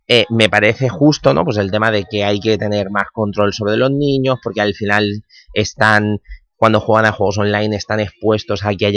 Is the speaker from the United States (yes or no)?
no; Spain; en esto de los videojuegos los españoles estamos aquí muy a tope